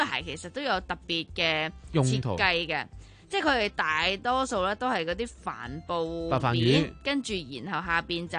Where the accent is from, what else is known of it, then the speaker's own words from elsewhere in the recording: Hong Kong; 梗系希望我哋香港人都干净啲啦